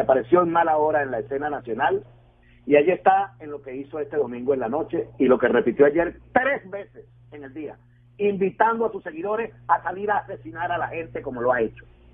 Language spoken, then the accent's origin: Spanish; Venezuela; como venezolano exijo que el gobierno bolivariano aclare en campaña